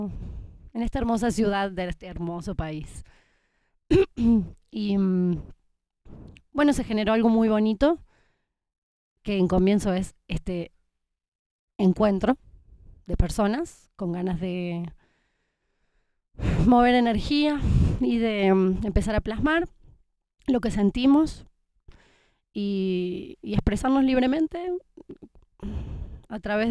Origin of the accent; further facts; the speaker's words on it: Córdoba, Argentina; now in Bogotá, Colombia; yo soy de Córdoba y hace un tiempo que estoy por acá por Bogotá, vengo viajando hace un año casi